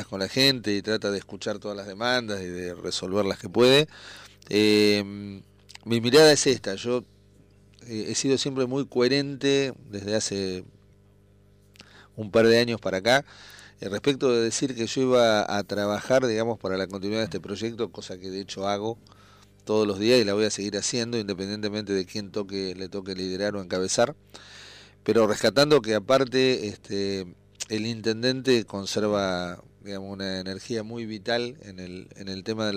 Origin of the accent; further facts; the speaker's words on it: Tandil, Buenos Aires Province, Argentina; te preguntan de dónde sos, y le decís que sos de Tandil